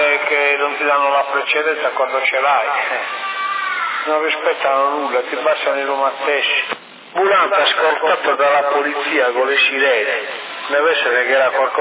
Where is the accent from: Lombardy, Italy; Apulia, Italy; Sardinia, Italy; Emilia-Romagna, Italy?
Sardinia, Italy; ma sono sardo.